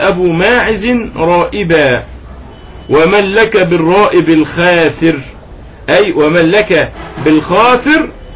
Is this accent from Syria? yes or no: no; Egypt; احنا معروف عندنا في مصر اللبن الايه اللبن الرائب